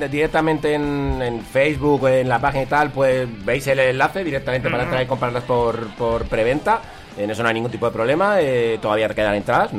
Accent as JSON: {"language": "Spanish", "town": "Madrid", "region": "Community of Madrid", "country": "Spain", "said": "nosotros, la mayoría somos de Vallecas, vivimos en Vallecas y llevamos muchos años allí."}